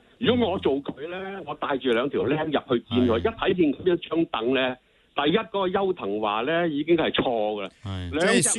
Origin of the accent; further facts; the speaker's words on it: Hong Kong; 我哋系香港人啊